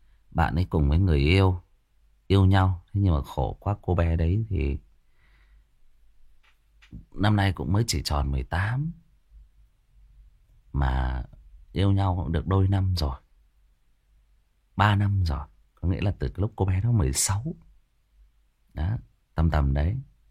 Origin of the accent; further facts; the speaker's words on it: Hưng Yên, Vietnam; thì chỗ bạn ấy thì ở Hưng Yên, ở quê tôi đó các bạn.